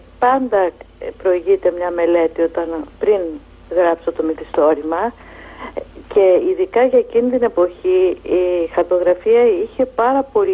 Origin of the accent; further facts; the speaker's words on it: Peloponnese, Greece; της Μάνης, που είναι και η πατρίδα μου, η καταγωγή μου είναι από τη Μάνη.